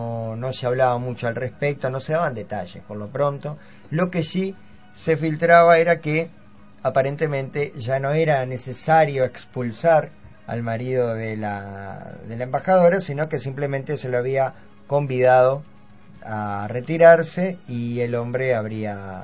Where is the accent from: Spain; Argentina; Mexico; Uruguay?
Uruguay; no tenemos que hablar de cómo somos los uruguayos y cómo son las uruguayas.